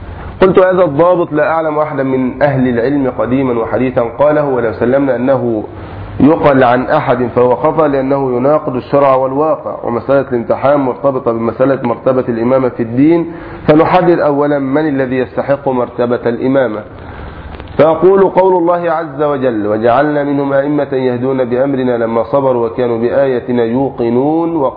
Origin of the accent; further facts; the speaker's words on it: Egypt; أو في بلادنا مصر لعظم الجهل به